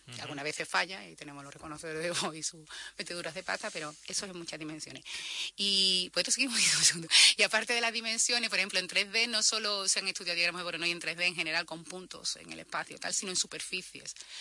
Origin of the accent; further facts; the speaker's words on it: Coria, Extremadura, Spain; Se lo graba uno de Valladolid y luego lo utilizo yo, que soy de Coria, pues evidentemente hay una pequeña diferencia en el tono.